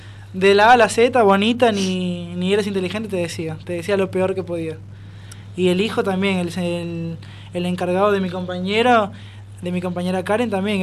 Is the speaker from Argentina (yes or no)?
no; Peru; moved away; Yo soy de Perú.